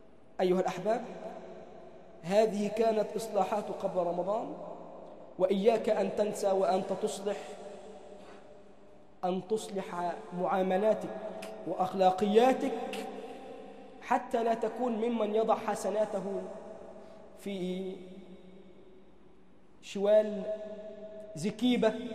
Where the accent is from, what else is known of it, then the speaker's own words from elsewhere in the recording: Egypt; اللهم اجعل بلدنا مصر أمناً أماناً، سخاءً رخاءً